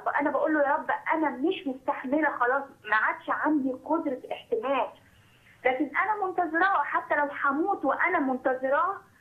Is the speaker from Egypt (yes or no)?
yes; Alexandria, Alexandria Governorate, Egypt; انا من اسكندريه